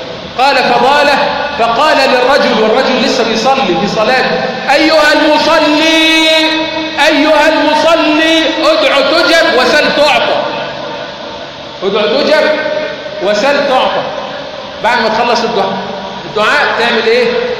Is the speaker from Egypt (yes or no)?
yes; Egypt; اللهم اجعل بلدنا مصر امنا امانا